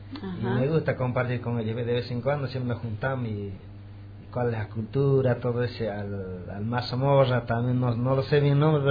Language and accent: Spanish; Santa Cruz, Bolivia; also born or lived in Potosí; Sí, yo soy de Bolivia, pero de departamento Potosí, pero de mi lugar me fui muy chico a Santa Cruz, así que más me radiqué en Santa Cruz.